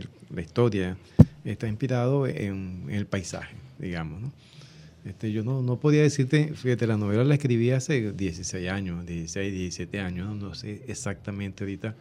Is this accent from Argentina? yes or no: no; Cumaná, Sucre, Venezuela; also born or lived in San Tomé; Sí, de San Tomé y de familia cumanesa, y he vivido en Cumaná desde los 7 años.